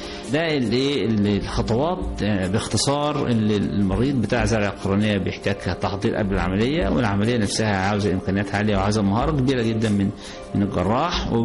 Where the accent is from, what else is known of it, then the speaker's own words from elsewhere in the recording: Egypt; إحنا نتمنى أن يكون عندنا في مصر بنوك للأنسجة وبنك للقرنية